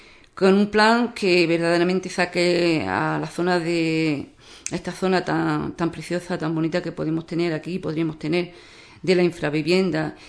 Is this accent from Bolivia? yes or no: no; Ubrique, Andalusia, Spain; Ubrique necesita un PGO, pero no cualquier PGO. Mi pueblo, mi gente, necesita el mejor PGO